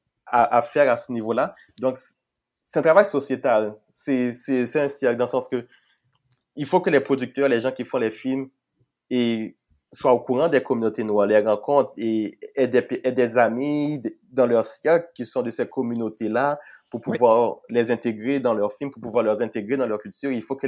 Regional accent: Haiti; now in Canada; Oh oui, vu que je venais d'Haïti et que j'avais...

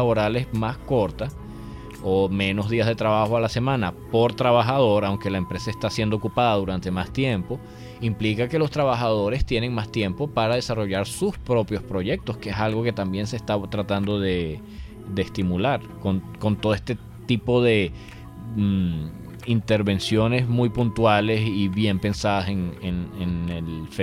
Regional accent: Venezuela; nuestra conversación como venezolanos siempre se ha circunscrito como a las mismas 3 temas

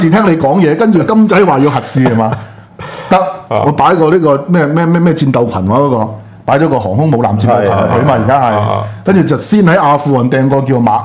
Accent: Hong Kong; 第一個我哋香港人控制唔到

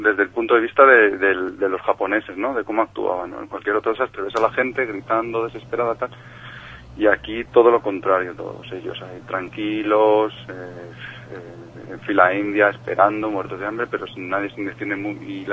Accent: Madrid, Community of Madrid, Spain; Soy de aquí, del puritito centro de Madrid.

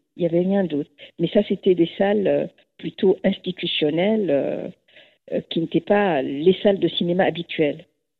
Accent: Egypt; que j'ai eu la chance de connaître pendant mon enfance en Égypte

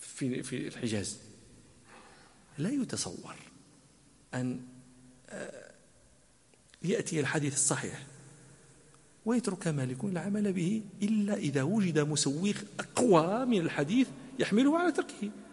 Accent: Morocco; هذه قطعة من الصحراء العربية موجودة عندنا في المغرب

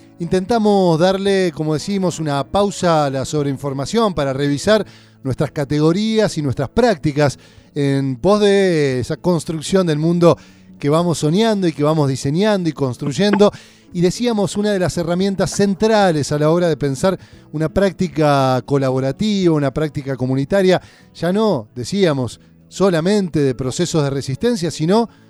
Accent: Paraná, Entre Ríos, Argentina; nos vamos a ir a mi tierra, lo voy a decir, mi tierra de nacimiento, de crecimiento, a Paraná, Entre Ríos.

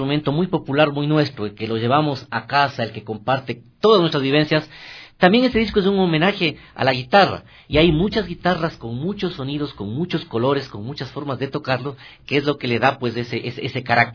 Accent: Guaranda, Bolívar, Ecuador; Yo soy nacido en Guaranda, uh-huh. ¿No? Y pues un poco es esta idea del retorno de todos los guarandeños que salen y salimos a las ciudades grandes

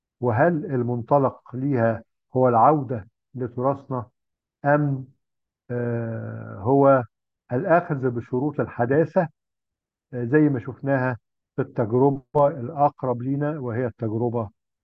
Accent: Egypt; الحيرة اللي إحنا كمصريين كنا دايماً بنواجهها

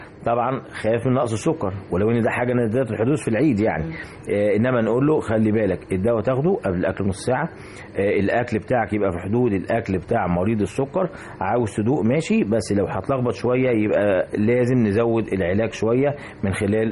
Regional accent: Egypt; يعني إحنا كمصريين حتى بتالي من أيام الفراعنة الأكل مصاحب لينا في كل حاجة

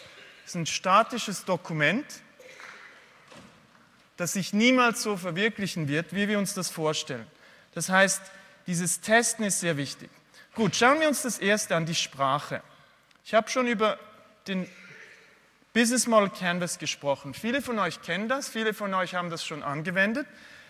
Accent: Switzerland; Ihr müsst mir schon mal verzeihen, ich habe ein bisschen Mühe mit Deutsch sprechen. Einerseits bin ich Schweizer, aber andererseits spreche ich sehr selten eigentlich Deutsch, weil ich eher im englischsprachigen Bereich unterwegs bin und weil meine Frau und meine Kinder Französisch sprechen.

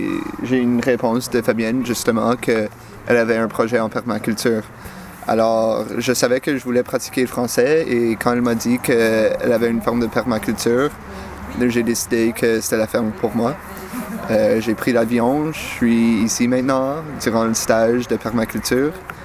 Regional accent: Quebec, Canada; now in Belgium; Alors, comment je suis venu en Belgique du Québec? C'est un petit peu par hasard.

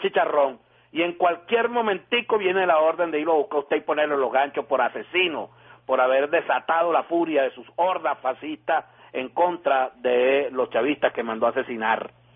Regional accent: Venezuela; porque me da mucha vergüenza como venezolano que ellos tengan ese líder.

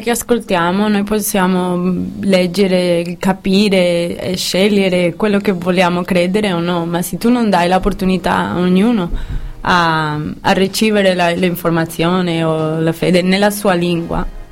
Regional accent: Seville, Andalusia, Spain; Italian is a second language; Ma come io sono da Sevilla, io direi Interpretación.

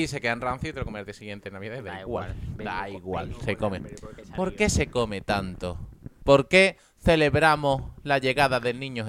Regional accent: El Carpio, Andalusia, Spain; Esto estoy hablando de mi casa aquí en Sevilla, porque mis padres trabajan normalmente y no podemos ir al pueblo. Pero allí en el Carpio de Córdoba, que es mi pueblo

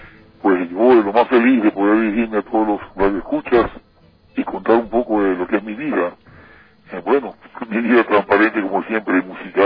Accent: Portoviejo, Manabí, Ecuador; Igual que me siento orgulloso de todos los artistas ecuatorianos, igual, pero particularmente mi tierra, debo decirlo, sinceramente, tiene algo especial

